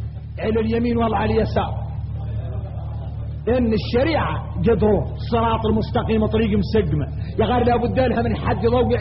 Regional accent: Mauritania; ثم شفتوا احنا موريتاني تمين

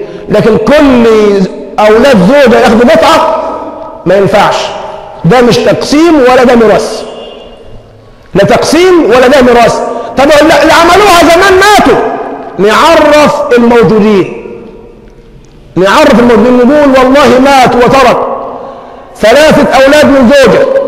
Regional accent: Egypt; اللهم حول حالنا كمصريين إلى أحسن حال

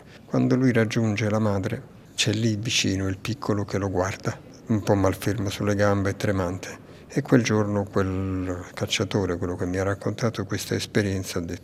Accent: Naples, Campania, Italy; moved away as an adult; Sì, vengo da Napoli, ma mi sono estratto da lì e ho fatto altre... Non ho vissuto più lì dopo i 18 anni

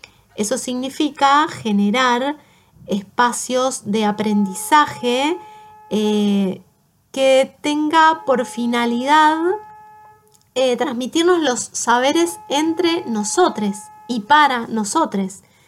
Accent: Mendoza, Argentina; now in Buenos Aires, Argentina; Yo soy oriunda de Mendoza y terminé estudiando arquitectura en la UBA. Aquí en Buenos Aires

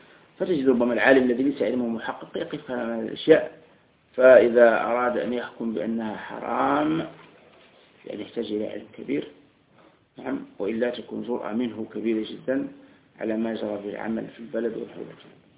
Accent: Algeria; وكان حتى عندنا في الجزائر أيضا،

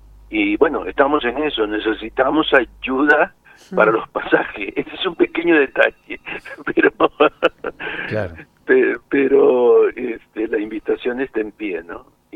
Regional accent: Mendoza, Argentina; le digo, no, yo soy mendocino.

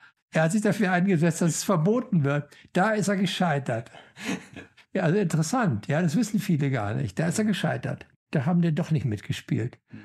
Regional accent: Germany; Ja, ich bin Deutscher, was bin ich zunächst primär?

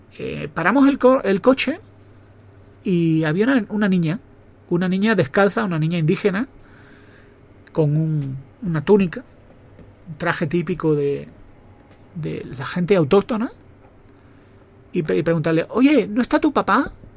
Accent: Mexico; moved away; Sueño con volver a México, ¿no? Nosotros nos fuimos de México cuando empezó un problema de inseguridad. Y tuvimos que ir por un tema de seguridad.

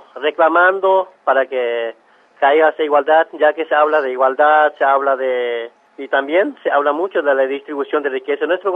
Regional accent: Estanislao del Campo, Formosa, Argentina; yo soy de Estanislao del Campo, de la comunidad de Juan Bautista Alberdi. de jurisdicción Estanislao de Campo, departamento Patiño, provincia de Formosa.

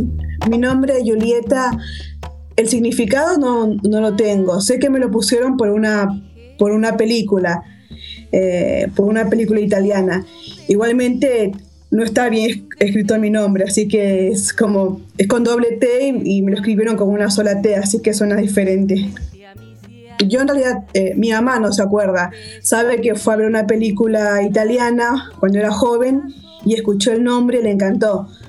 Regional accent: Lima, Peru; now in Buenos Aires, Argentina; Pero yo siempre me crié en Lima. Y toda mi vida la pasé en Lima hasta que me vine acá a Buenos Aires.

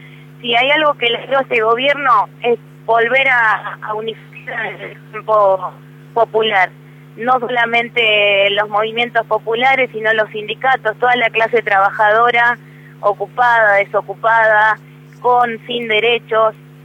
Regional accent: Tigre, Buenos Aires Province, Argentina; yo soy del distrito de Tigre.

